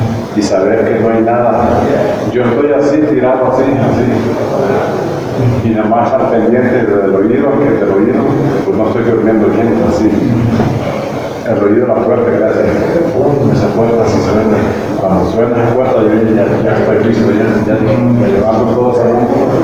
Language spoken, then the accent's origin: Spanish; Honduras; also born or lived in Monterrey; now in Guadalajara, Mexico